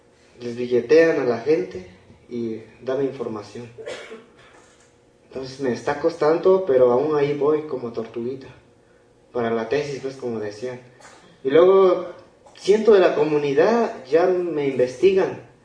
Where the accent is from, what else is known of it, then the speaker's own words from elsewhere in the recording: Guerrero, Mexico; Yo vengo del estado de Guerrero